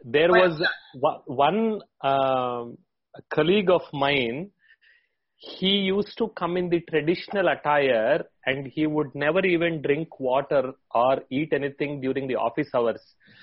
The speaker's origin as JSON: {"language": "English", "town": "Hyderabad", "region": "Telangana", "country": "India", "said": "I am from Hyderabad."}